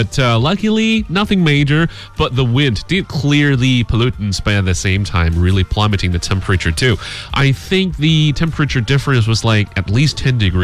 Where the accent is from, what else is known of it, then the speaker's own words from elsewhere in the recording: China; you're talking to a Chinese